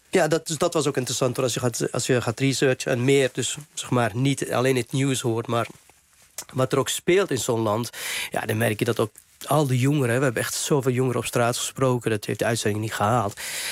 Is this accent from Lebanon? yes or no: yes; Lebanon; Dutch is a second language; now in Netherlands; maar ook voor Libanon bijvoorbeeld, waar ik vandaan kom.